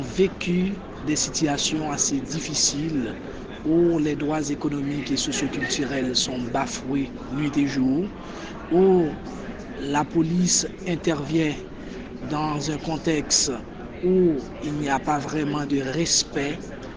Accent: Port-au-Prince, Ouest, Haiti; je suis haïtien. J'ai grandi dans un quartier qu'on appelle La Saline, qui se trouve à Port-au-Prince. Et puis, à l'âge de 15 ans, ma famille a décidé de se retirer dans le quartier pour aller à Cité Soleil, un autre quartier assez difficile encore.

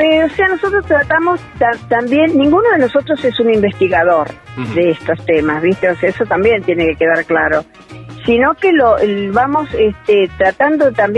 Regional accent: Buenos Aires, Argentina; also born or lived in Bariloche; now in Capilla del Monte, Argentina; Y yo, si bien soy de provincia de Buenos Aires, viviendo ahora acá, pero viví muchos años en Bariloche, y ahí absorbí y me enamoré del sur, de la Patagonia

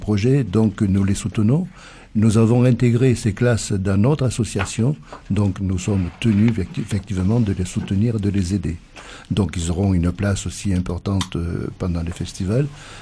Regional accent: Occitanie, France; Je ne suis pas originaire de Saint-Gaudens, je suis originaire du Lauragais.

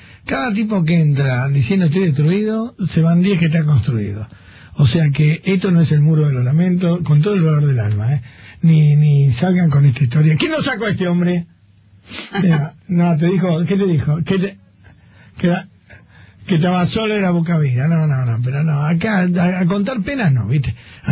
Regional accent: Argentina; Y yo soy otro argentino pelotudo que he jodido con todas esas cosas.

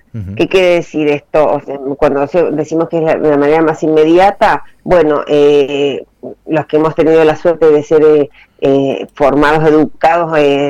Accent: Mendoza, Argentina; now in Buenos Aires, Argentina; yo soy mendocina, pero vivo en Buenos Aires hace muchos años.

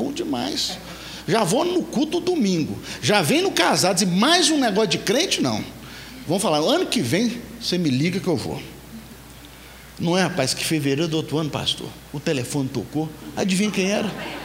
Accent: Nanuque, Minas Gerais, Brazil; now in Belo Horizonte, Brazil; a Grande Nanuque, não sei quem ouvi falar, fica ali no Nordeste Mineiro, né? E viemos lá da Grande Nanuque e viemos para Belo Horizonte em 2001 e fomos morar 2 quarteirões da Igreja Batista Central no Santo Antônio.

